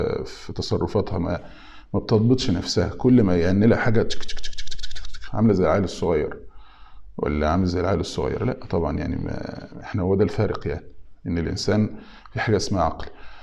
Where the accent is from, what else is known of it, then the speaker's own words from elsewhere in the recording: Egypt; الفراغ يعني احنا عندنا في مصر يقولوا القاضي لو الفاضي يعمل قاضي